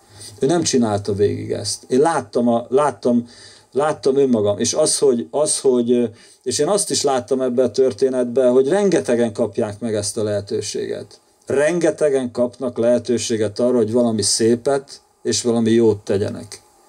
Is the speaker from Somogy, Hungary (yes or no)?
yes; Kaposmérő, Somogy, Hungary; És ő miskolci volt ez a fiú, én kaposmérői vagyok.